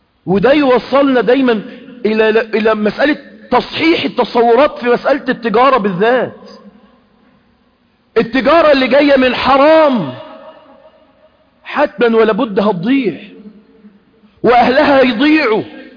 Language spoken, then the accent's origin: Arabic; Egypt; احنا عندنا في مصر جرت عادة الناس ايه؟